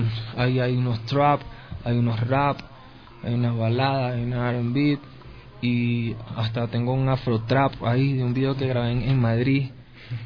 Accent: Venezuela; crecí escuchando a … Nosotros los venezolanos escuchamos más vallenato que los mismos colombianos.

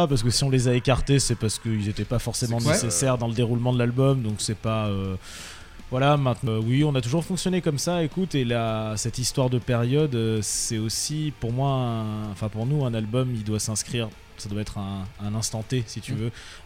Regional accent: France; en tant que Français, c'était important aussi

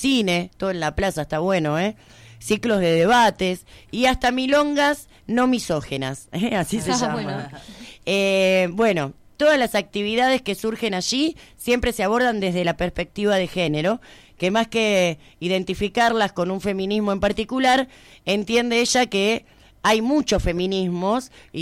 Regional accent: Chile; haciendo alusión sobre todo a que soy chilena

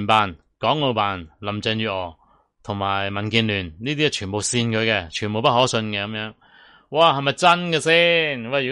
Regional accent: Hong Kong; 就等我哋香港人咧觉得共产党治港咧

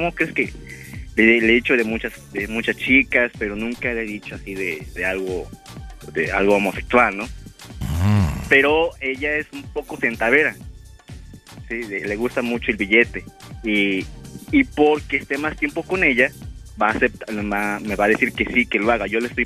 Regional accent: Puebla, Mexico; No, porque ya ves cómo somos poblanos, ¿no?

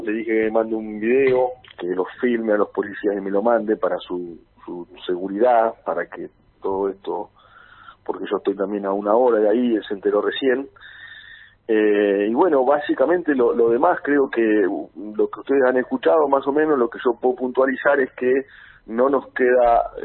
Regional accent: Algarrobo, Buenos Aires Province, Argentina; mi pueblo que se llama Algarrobo, que ahí, yo soy de ahí también, yo soy de todo ese partido que es un partido grande que se llama Villarino. Está partido en dos zonas, que es donde nací yo, que es Algarrobo y Médanos

